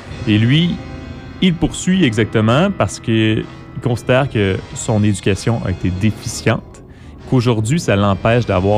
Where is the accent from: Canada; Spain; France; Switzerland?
Canada; Quebec; parce que je suis un Québécois qui parle français